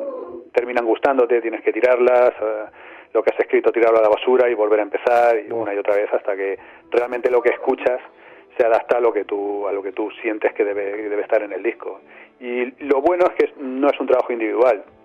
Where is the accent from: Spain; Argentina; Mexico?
Spain; Albacete, Castilla-La Mancha; la banda, aunque somos la mayoría de Albacete